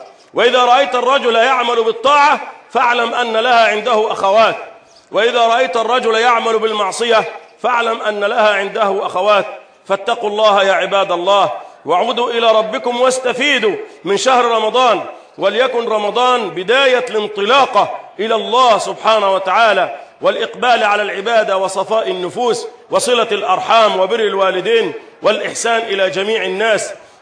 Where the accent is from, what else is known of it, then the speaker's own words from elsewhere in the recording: Egypt; اللهم احفظ بلدنا مصر